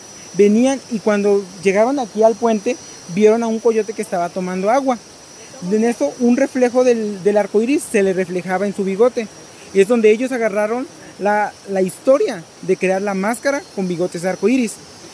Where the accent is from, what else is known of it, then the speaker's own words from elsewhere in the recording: Xochitlán, Colima, Mexico; soy originario de Xochitlán, Comala. Y nuestra comunidad es una comunidad indígena.